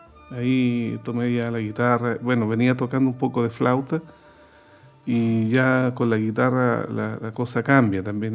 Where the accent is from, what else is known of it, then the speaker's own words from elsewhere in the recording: Concepción, Biobío, Chile; Yo soy penquista de tomo y lomo. esto pasó en la parroquia de mi barrio, en Pedro del Río, Sañartu, en Concepción.